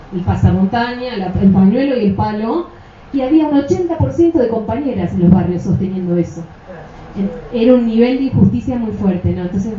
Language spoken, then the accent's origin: Spanish; Argentina; por los cuales conserva su salud el movimiento de mujeres y su radicalidad en mi país. El primero es los encuentros nacionales de mujeres. No se puede hablar de movimiento de mujeres en Argentina sin eso.